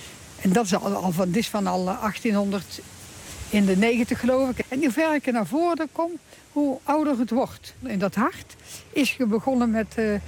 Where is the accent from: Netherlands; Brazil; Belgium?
Netherlands; Rijsbergen, North Brabant; born there; Ik ben geboren in Rijsbergen.